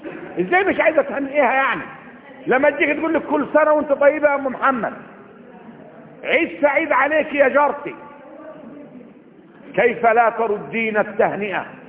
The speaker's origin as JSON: {"language": "Arabic", "region": "Upper Egypt", "country": "Egypt", "said": "وعندنا في الصعيد لما بيقول الواحد بيسيب دقن 40 يوم حزنا، ده صحيح، اللي من الصعيد يعرف كده"}